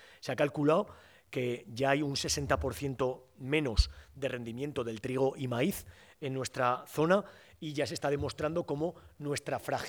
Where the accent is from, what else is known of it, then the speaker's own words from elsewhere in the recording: Nuez de Ebro, Aragon, Spain; vengo de un pequeño pueblo que se llama Nuez de Ebro, aquí en Zaragoza.